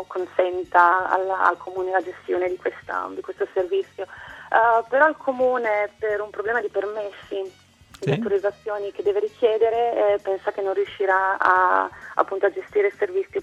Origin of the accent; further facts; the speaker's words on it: Bologna, Emilia-Romagna, Italy; Da Bologna.